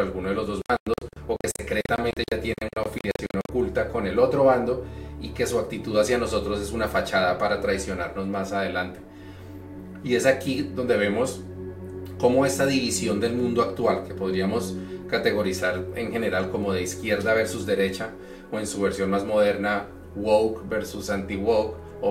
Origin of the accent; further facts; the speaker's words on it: Colombia; Recientemente en Colombia, digamos, de donde soy yo originalmente